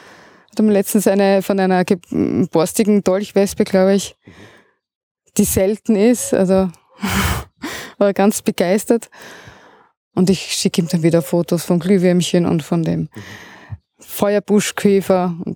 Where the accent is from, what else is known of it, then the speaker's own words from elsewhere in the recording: Austria; Aber die meisten Wildbienen sind Bodenbrüter bei uns in Österreich.